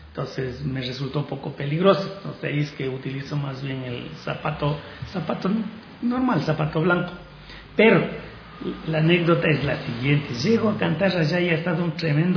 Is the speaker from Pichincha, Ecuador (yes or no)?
yes; Cayambe, Pichincha, Ecuador; seguir acrecentando el erario de canciones para mi país, para mi tierra, para Cayambe